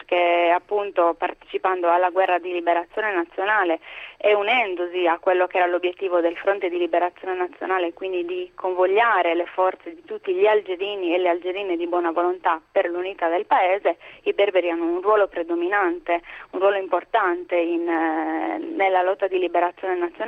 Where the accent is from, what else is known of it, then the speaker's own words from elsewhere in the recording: Sardinia, Italy; poi lo dice a me che sono sarda, quindi se certo, vogliamo, anche noi siamo una minoranza, abbiamo la nostra lingua